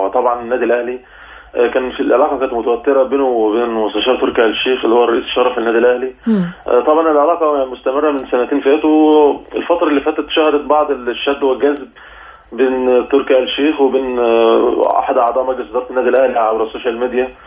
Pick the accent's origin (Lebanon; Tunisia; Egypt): Egypt; احنا عندنا في مصر يعني للاسف الموضوع بيكون صعب شويه